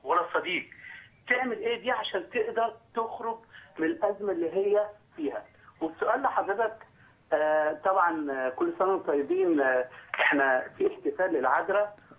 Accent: Egypt; هل انا كمصري مسيحي

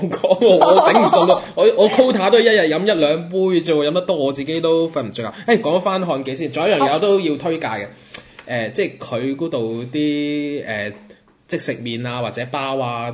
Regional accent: Macau; 身為澳門人嘅話咧，你睇住呢幾年嘅變化咁大咧

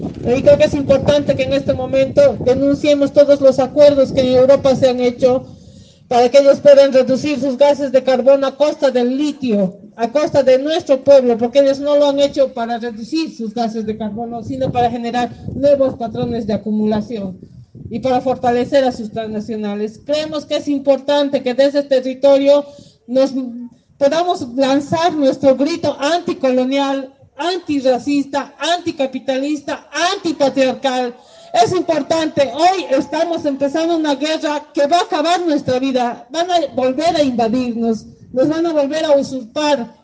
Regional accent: Potosí, Bolivia; vengo desde Potosí, vengo a abrazar este encuentro

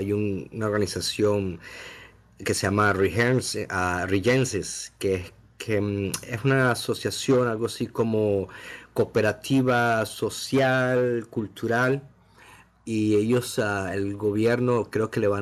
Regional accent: Venezuela; now in Toronto, Canada; No, yo soy venezolano y vivo en Toronto, Canadá

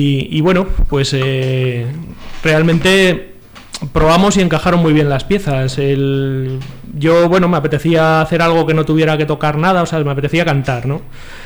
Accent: Calamocha, Aragon, Spain; y somos de Calamocha, en Teruel.

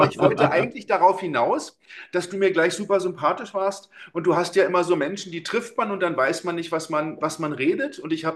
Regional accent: Berlin, Germany; 53 bin ich. Ich komme ursprünglich aus Berlin, bin vor 17 Jahren nach Süddeutschland gezogen, um zu studieren und um mich arbeitstechnisch nochmal anders aufzudröseln.

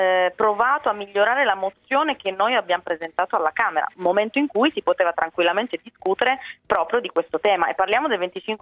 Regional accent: Turin, Piedmont, Italy; io vengo da Torino

